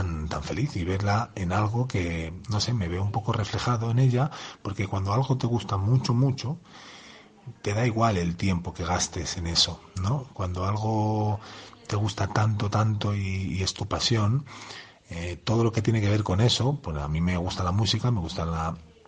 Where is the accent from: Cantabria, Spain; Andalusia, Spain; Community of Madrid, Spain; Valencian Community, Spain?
Community of Madrid, Spain; Madrid; Pues bueno, en Madrid, sí soy de Madrid también.